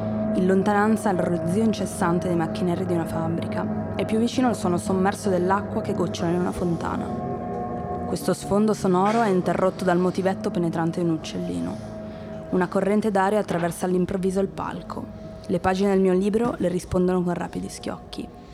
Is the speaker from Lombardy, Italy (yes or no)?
yes; Milan, Lombardy, Italy; Poi sicuramente noi siamo di Milano